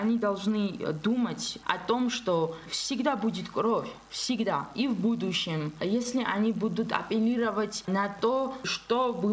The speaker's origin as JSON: {"language": "Russian", "country": "Georgia", "said": "когда он узнал, что я из Грузии, приехала как туристка"}